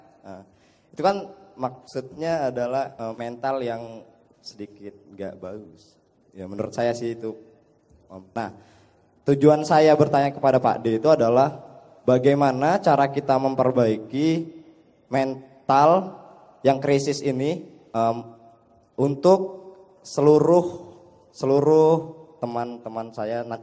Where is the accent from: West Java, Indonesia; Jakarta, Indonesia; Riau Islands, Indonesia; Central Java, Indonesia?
Riau Islands, Indonesia; Bintan; Saya dari, asal saya dari Bintan, Kepulauan Riau.